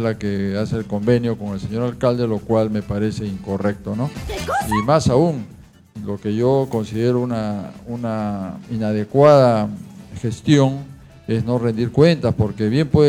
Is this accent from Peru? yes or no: yes; La Punta, Callao, Peru; Son muchos, porque desde que nací vivo en La Punta.